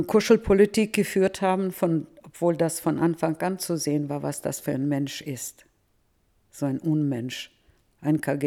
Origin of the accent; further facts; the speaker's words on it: Novotroitsk, Orenburg Oblast, Russia; now in Germany; ich komme aus Nowotroiz, das sind nur 20 Kilometer der Differenz.